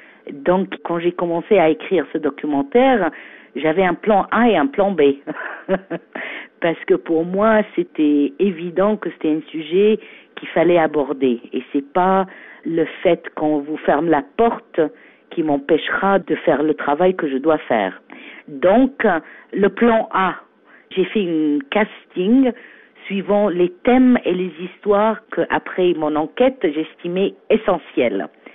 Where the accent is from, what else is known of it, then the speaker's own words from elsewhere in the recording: Egypt; Je suis égyptienne, mais j'ai beaucoup vécu à l'étranger. Mon père est diplomate, donc j'ai grandi un peu partout dans le monde. Mais j'ai fait mes études à l'université américaine du Caire.